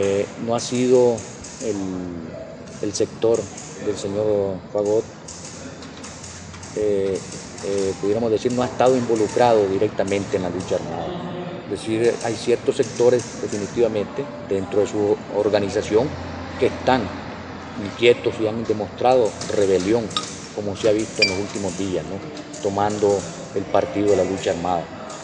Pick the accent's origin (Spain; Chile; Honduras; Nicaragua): Nicaragua; como nicaragüenses estamos dispuestos a aceptar la integración de todas las fuerzas en combate